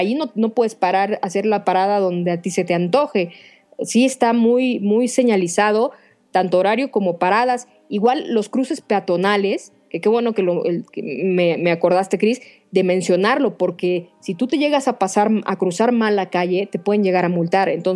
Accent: Mexico; nosotros como mexicanos somos bastante impuntuales

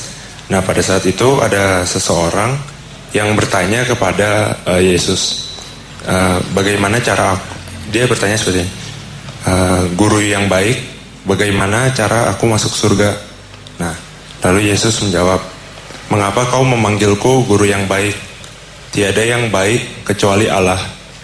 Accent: Jakarta, Indonesia; Saya dari asli dari Jakarta.

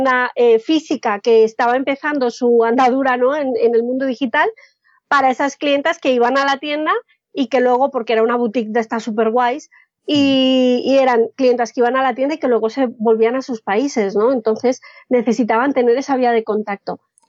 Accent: Colombia; now in Spain; Yo soy colombiana, pero llevo 20 años viviendo aquí en España.

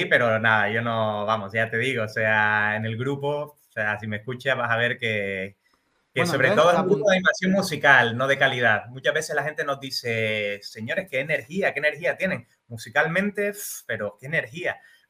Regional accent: Canary Islands, Spain; soy de las Islas Canarias, soy de Gran Canaria

